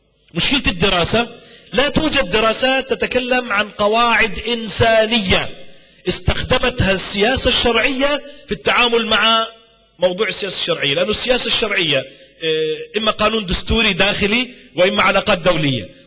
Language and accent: Arabic; Jordan; في عندنا في الأردن، في جامعة آل البيت، في الجامعة الهاشمية، في جامعة العلوم الإسلامية، في الجامعة الإسلامية، في جامعة الكويت، اشتغلت أنا في العديد من الجامعات،